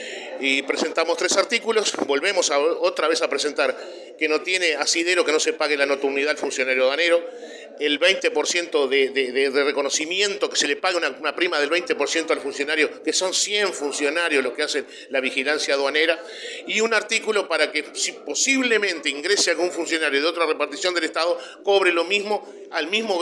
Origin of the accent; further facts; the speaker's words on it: Uruguay; que eso nos desvela a todos los que tenemos conciencia como uruguayos nos desvela